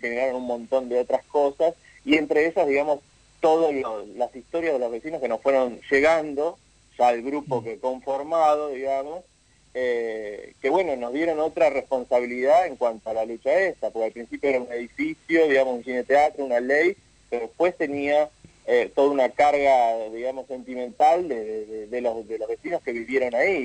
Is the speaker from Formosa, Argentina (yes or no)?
no; Bahía Blanca, Buenos Aires Province, Argentina; yo soy incluso de Bahía Blanca, soy del sur de Buenos Aires.